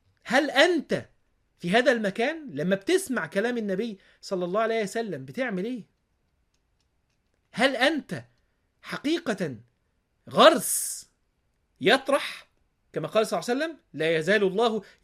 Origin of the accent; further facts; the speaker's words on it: Egypt; ماشي في المول عندنا في مصر